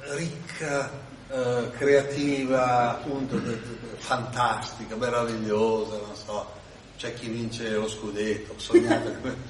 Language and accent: Italian; Milan, Lombardy, Italy; Io spesso sono in viaggio, di origine sono di Milano, c'è la famiglia delle Marche, ma stavano a Milano e sono cresciuto a Milano.